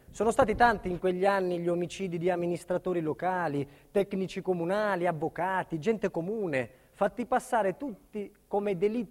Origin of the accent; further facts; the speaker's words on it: Serra San Bruno, Calabria, Italy; also born or lived in Catanzaro; Sono nato in Calabria, a Catanzaro, 1959, ma sono cresciuto a Serra San Bruno, una zona montuosa al centro della Calabria.